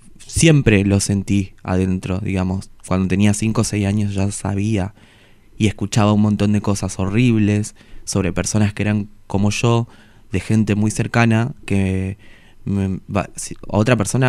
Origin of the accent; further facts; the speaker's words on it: Formosa, Argentina; estaba en Formosa cuando lo escribí, durante la infancia, a partir de mis amigas machonas, después en La Plata